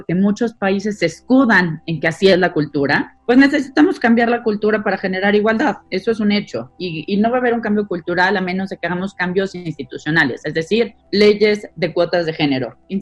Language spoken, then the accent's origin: Spanish; Mexico; O, por ejemplo, en mi país, en México, 1 de cada 4 hogares depende completamente del ingreso de una mujer